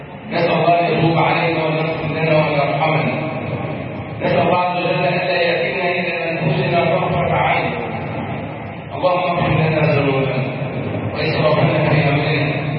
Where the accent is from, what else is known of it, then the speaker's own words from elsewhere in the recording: Egypt; واحفظ بلدنا مصر